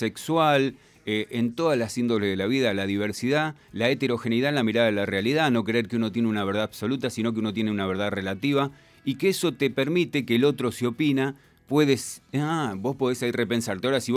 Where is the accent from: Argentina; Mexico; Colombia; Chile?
Argentina; born there; nuestra identidad está fijada porque nacimos en la Argentina